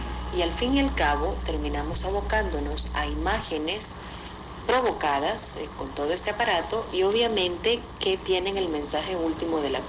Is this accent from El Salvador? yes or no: yes; El Salvador; al proceso cultural que tenemos como salvadoreñas y salvadoreños